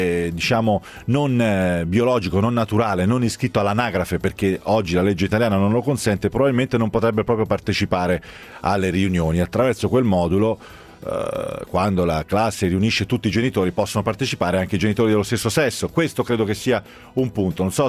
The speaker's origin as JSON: {"language": "Italian", "region": "Tuscany", "country": "Italy", "said": "Sono toscano, sì"}